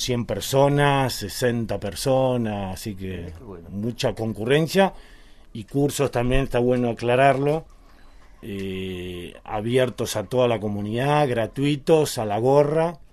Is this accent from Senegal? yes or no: no; Buenos Aires, Argentina; Y venido de Buenos Aires. Ajá. Ya, bueno, ya muchos años acá, 25 años acá en la Patagonia